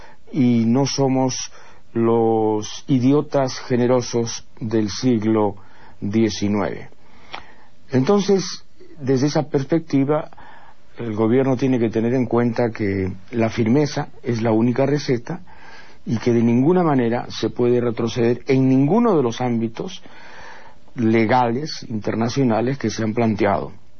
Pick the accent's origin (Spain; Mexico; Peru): Peru; Chile cree que los peruanos de hoy seguimos siendo los peruanos de 1800 y pico